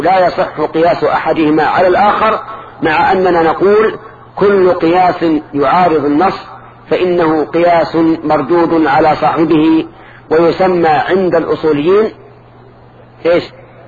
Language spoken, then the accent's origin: Arabic; Najd, Saudi Arabia; هذا السؤال الذي يسمى عندهم القحدد يسمى عندنا في نجد الشهاقة